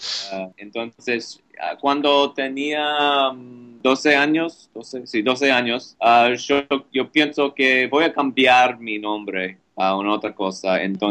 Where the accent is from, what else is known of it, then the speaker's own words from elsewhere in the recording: United States; Spanish is a second language; Yo soy italiano, entonces, italiano americano